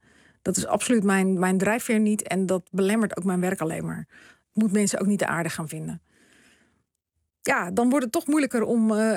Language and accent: Dutch; Ouderkerk aan den IJssel, South Holland, Netherlands; born there; Dus over Oudekerk, waar ik geboren ben, Krimpen aan de IJssel, Capelle aan de IJssel.